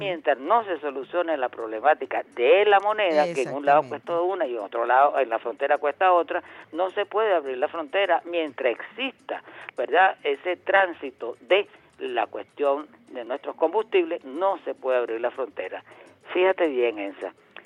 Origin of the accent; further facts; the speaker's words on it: Venezuela; lo que creo yo, como venezolano